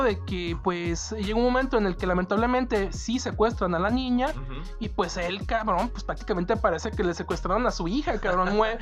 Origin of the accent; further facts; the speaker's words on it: Mexico; y uno como mexicano dice, ok, yo sé que aquí hay inseguridad